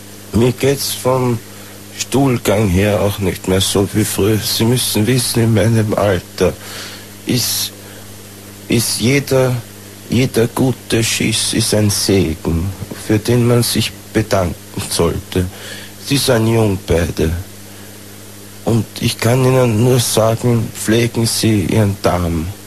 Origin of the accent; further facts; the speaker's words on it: Austria; Na, bei uns in Österreich